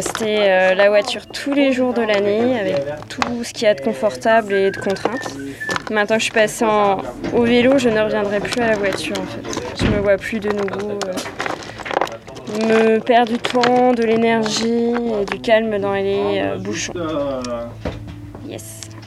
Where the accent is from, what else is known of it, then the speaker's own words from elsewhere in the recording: Besançon, Bourgogne-Franche-Comté, France; Alors moi, je viens de Besançon à la base